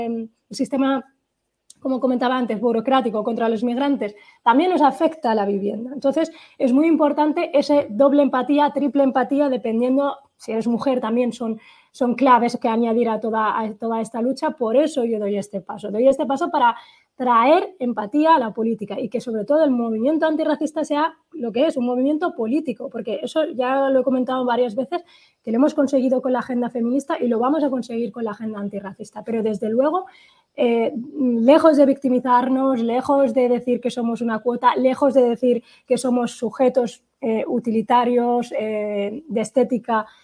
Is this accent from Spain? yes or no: no; Western Sahara; saharaui, estamos acostumbrados, nacemos prácticamente haciendo política